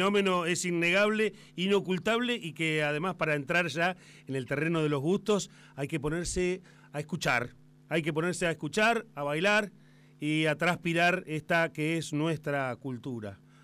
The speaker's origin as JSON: {"language": "Spanish", "country": "Argentina", "said": "yo la verdad es que me siento muy argentino charlando contigo"}